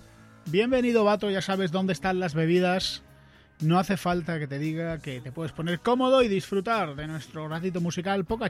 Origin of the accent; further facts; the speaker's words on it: Andalusia, Spain; now in Madrid, Spain; Pero yo como buen andaluz tengo dos aparatos de aire acondicionado en mi casa